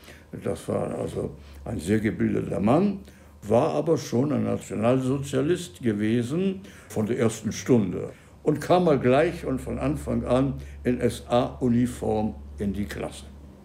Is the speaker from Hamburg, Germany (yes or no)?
yes; Hamburg, Germany; born there; Ich bin in Hamburg geboren.